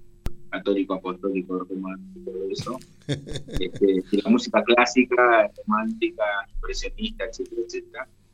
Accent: Argentina; Somos músicos argentinos que tocábamos ya, pero fundamentalmente somos argentinos, vivimos acá, nos desarrollamos acá, entonces tocamos música de acá necesariamente.

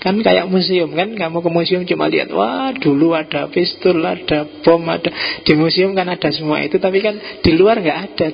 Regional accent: East Java, Indonesia; Kalau saya Jawa Timur, lebih terus terang, to the point.

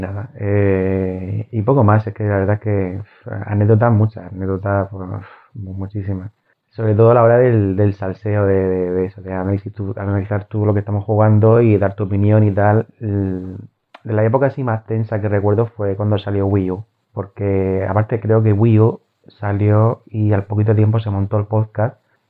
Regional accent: Murcia, Region of Murcia, Spain; Es que yo no tengo dicción, soy de Murcia, entenderme, no tengo dicción, no sé vocalizar bien.

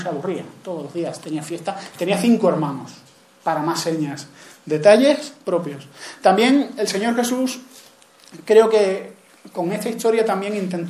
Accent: Granada, Andalusia, Spain; en Granada, que es de donde yo soy.

